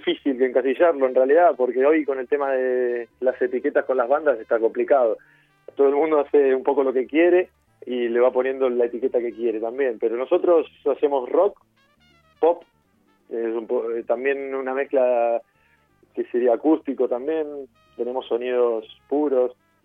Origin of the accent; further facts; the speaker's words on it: Argentina; Y yo también, que soy argentino.